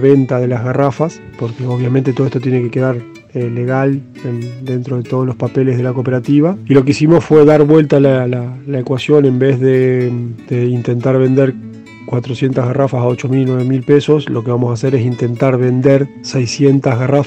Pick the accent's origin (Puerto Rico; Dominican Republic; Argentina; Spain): Argentina; Santa Fe; yo soy de la ciudad de Santa Fe capital